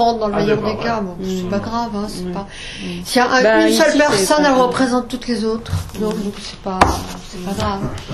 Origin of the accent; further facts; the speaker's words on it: Grand Est, France; accent: Alsatian; Bon, avec notre accent alsacien, hein.